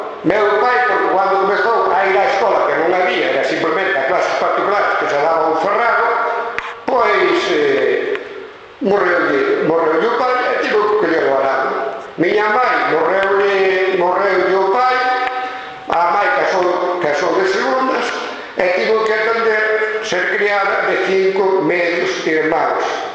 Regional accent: Vila Seca, Galicia, Spain; eu sinto-me orgulloso de ser limiado. E dentro da línea eu son de Vila Seca, e ademais Vila e pois Seca, separada.

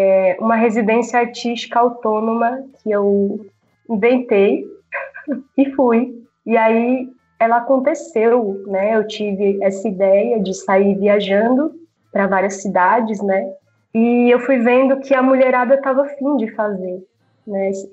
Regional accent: São Paulo, Brazil; eu sou daqui de São Paulo, da Zona Sul não, nasci na Vila Indiana, né? Mas até meu processo artístico começou aqui na Zona Sul

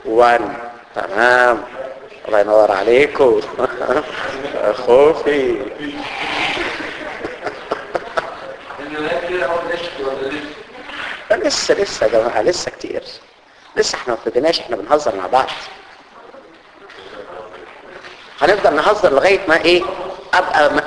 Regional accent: Egypt; عندنا في مصر في حاجه اسمها الفيش والتشبيه

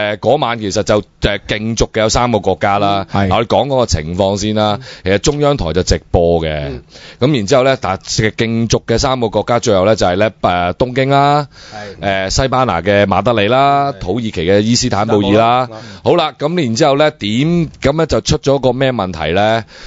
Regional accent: China; 我作為一個中國人，我梗係知道喺度生活乜撚嘢係假噶啦

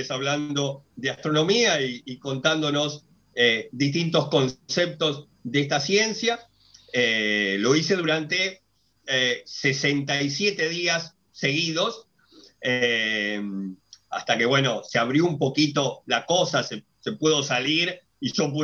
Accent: Argentina; se decretó la cuarentena obligatoria en mi país, en Argentina

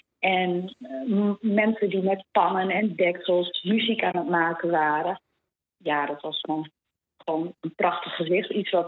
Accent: Netherlands; also born or lived in Argentina; in Argentinië, mijn roots liggen in Argentinië. En ik ben toch wel heel trots daar ook op. Maar ik ben opgegroeid in Nederland, compleet natuurlijk ingeburgerd.

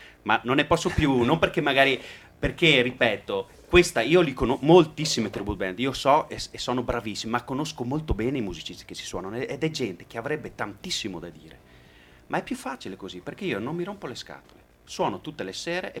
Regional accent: Treviso, Veneto, Italy; Cioè oggi noi veniamo da Treviso, ma abbiamo girato un pochino

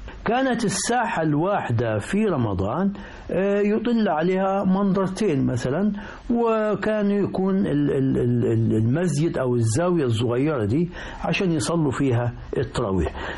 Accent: Al-Rahmaniyya Qibli, Qena Governorate, Egypt; أنا أذكر في قريتي الرحمانية قبلي في مركز نجي حمادي محافظة قنا

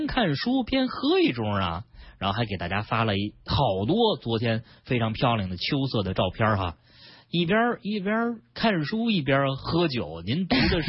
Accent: Beijing, China; 你比如说咱们北京人非常熟悉的朝阳区这个大屯路隧道

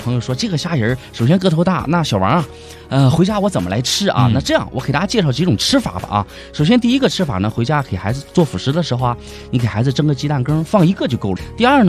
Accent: Dalian, Liaoning, China; 我本人也是土生土长的大连人

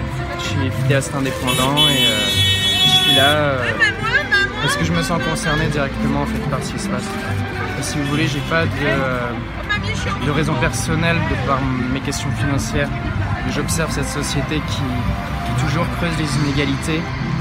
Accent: Paris, Île-de-France, France; j'ai quitté Paris, je suis parisien.

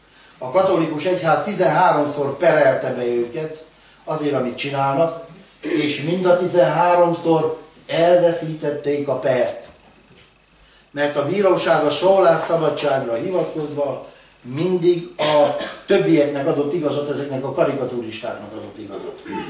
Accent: Hungary; Nem jól állunk mi magyarok.

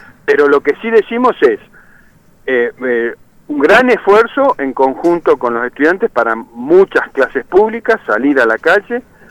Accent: Neuquén, Argentina; yo soy de Neuquén, así que imagínense

